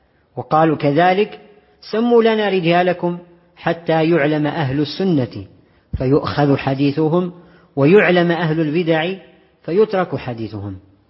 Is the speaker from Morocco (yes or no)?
yes; Morocco; وفيما يخص المغرب معاش الإخوة بلدنا المغرب